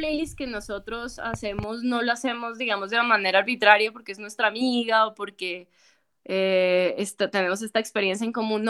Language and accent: Spanish; Colombia; lo que somos como colombianos.